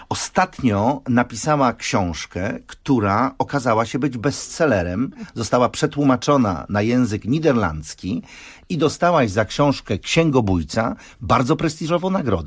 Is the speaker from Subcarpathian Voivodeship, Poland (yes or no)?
no; Kielce, Świętokrzyskie Voivodeship, Poland; born there; szybko przeszliśmy na ty jako Kielczanie z urodzenia. A dzisiaj mieszkanka Kazimierza Dolnego, mama dwójki dzieci i żona uroczego Belga o imieniu Mark.